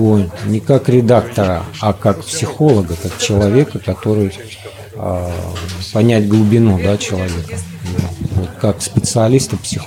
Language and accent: Russian; Moscow, Russia; Я из Москвы.